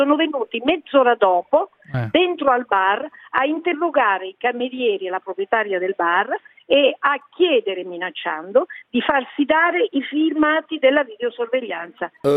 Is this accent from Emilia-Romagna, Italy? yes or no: no; Rome, Lazio, Italy; born there; noi siamo cattolici perché siamo nati a Roma